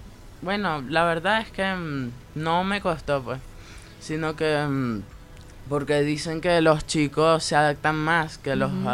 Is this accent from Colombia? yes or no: no; Venezuela; now in Argentina; De Venezuela.